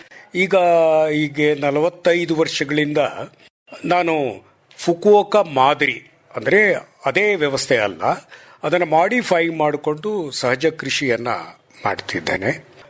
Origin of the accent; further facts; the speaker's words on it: Jayachamarajapura, Karnataka, India; ನನ್ನ ಊರು ಜಯಚಾಮರಾಜಪುರ, ಚಿಕ್ಕನಾಯಕನಹಳ್ಳಿ ತಾಲೂಕು, ತುಮಕೂರು ಜಿಲ್ಲೆ. ನಾನು ಮೂಲತಃ ಒಬ್ಬ ಪ್ರೊಫೆಸರು, ಪ್ರಿನ್ಸಿಪಲಾಗಿ ರಿಟೈರ್ ಆಗಿದ್ದೇನೆ. ಈಗ ಅಲ್ಲೇ ಹಳ್ಳಿನಲ್ಲೇ ಇದ್ದೇನೆ ವಾಸ.